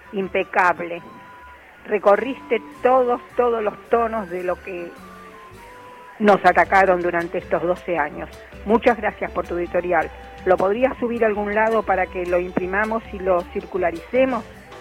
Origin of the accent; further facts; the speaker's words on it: Palermo, Buenos Aires, Argentina; de Palermo.